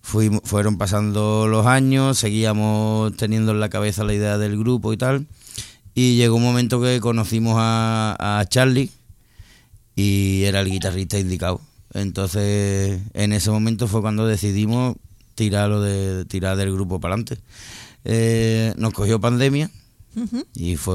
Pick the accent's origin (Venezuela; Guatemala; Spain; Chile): Spain; Seville, Andalusia; como venimos de Sevilla, y entonces pues allí hemos mamado pues tanto todos los grupos legendarios que tenemos y maestros del rock, y hemos mamado también el flamenco.